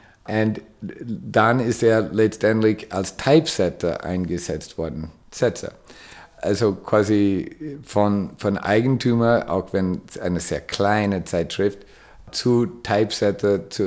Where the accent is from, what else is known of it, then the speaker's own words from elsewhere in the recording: United States; German is a second language; Als Amerikaner sehe ich das anders.